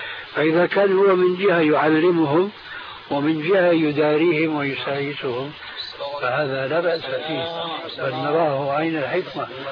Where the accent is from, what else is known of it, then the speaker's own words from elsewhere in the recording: Syria; كما يقولون عندنا في الشام